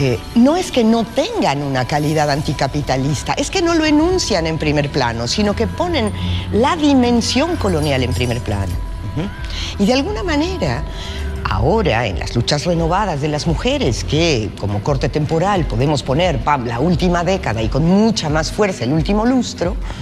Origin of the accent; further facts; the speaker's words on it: Mexico; now in Córdoba, Argentina; soy mexicana y estoy en la en Córdoba, Argentina